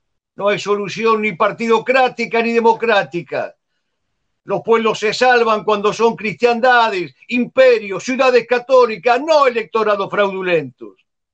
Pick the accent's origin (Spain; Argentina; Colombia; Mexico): Argentina; born there; Nacimos en la Argentina, no queremos vivir en Stalingrado.